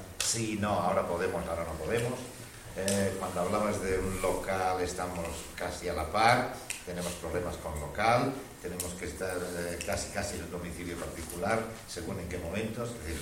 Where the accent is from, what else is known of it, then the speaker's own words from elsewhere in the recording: Barcelona, Catalonia, Spain; vengo de Barcelona también.